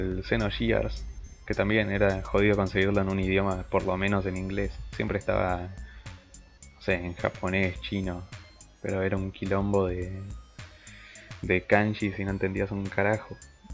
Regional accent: Argentina; lo que no contaba es que somos argentinos nosotros y podemos piratear

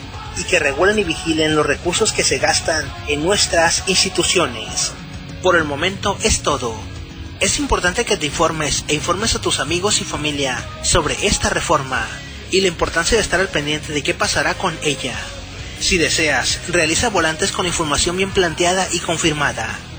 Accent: Mexico; Lo único que deseamos como mexicanos es que se hiciera más seguridad pública

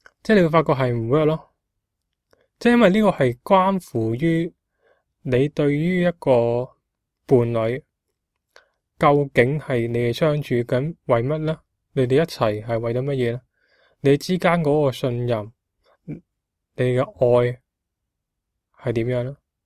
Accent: Guangzhou, Guangdong, China; 我哋广州人，我哋广东人，我哋香港啦，讲广东话嘅话

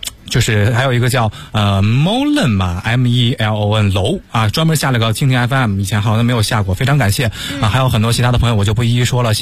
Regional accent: Henan, China; 我曾经在我们老家河南的嘛

